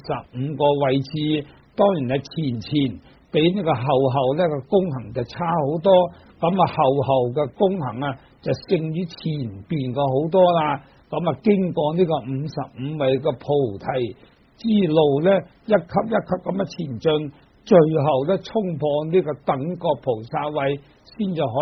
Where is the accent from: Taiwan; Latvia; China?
China; 尤其是我们中国人啊，很多那些迷信的